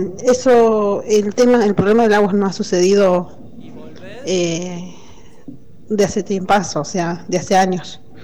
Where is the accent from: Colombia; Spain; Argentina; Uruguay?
Argentina; Yala Laubat, Chubut; Yo soy de Yala Laubat. Yala Laubat se encuentra ubicada en la meseta central de la provincia del Chubut.